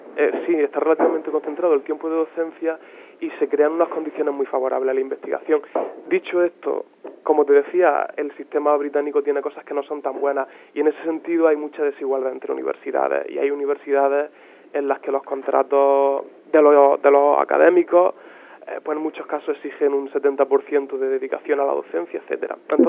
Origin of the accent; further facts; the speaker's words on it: Spain; A mí, sinceramente, no me gustaría ver en España, en mi país, tantas desigualdades entre universidades